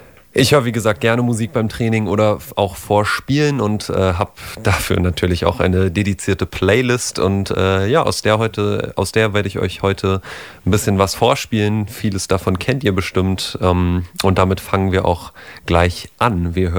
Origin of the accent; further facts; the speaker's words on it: Potsdam, Brandenburg, Germany; habe mit 14 in meiner Heimatstadt in Potsdam mal im Verein gespielt